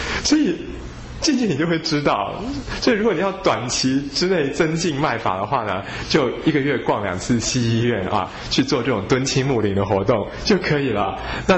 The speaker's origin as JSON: {"language": "Chinese", "country": "China", "said": "因为我们中国人对于这个气血的看法啊"}